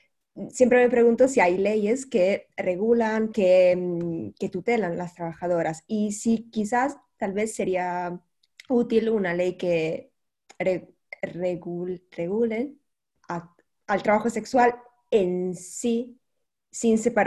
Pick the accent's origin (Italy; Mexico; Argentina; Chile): Italy; Spanish is a second language; ay, que soy italiana, perdón.